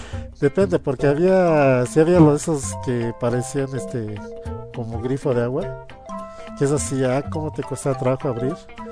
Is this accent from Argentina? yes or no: no; Mexico; yo soy de aquí de México, pues pongo comerciales de 1983 en México